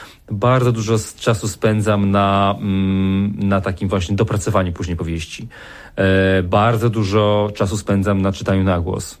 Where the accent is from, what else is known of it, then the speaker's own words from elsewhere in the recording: Beskids, Poland; Tak, trochę te góry. No ja się wychowałem w tych górach, więc to jest mi bardzo bliskie.